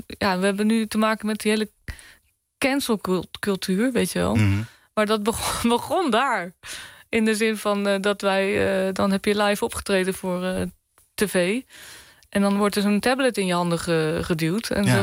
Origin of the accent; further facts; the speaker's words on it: Bleiswijk, South Holland, Netherlands; ik ben opgegroeid in Bluiswijk, vlakbij Den Haag, weet je.